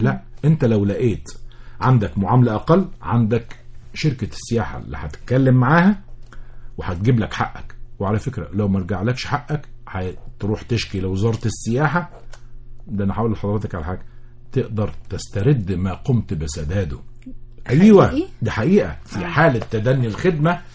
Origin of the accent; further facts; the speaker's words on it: Egypt; انا لابد ان انا اقوم بتغيير ثقافتي كمصري